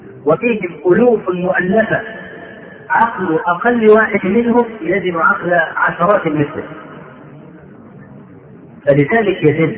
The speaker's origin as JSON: {"language": "Arabic", "country": "Egypt", "said": "عندنا في مصر"}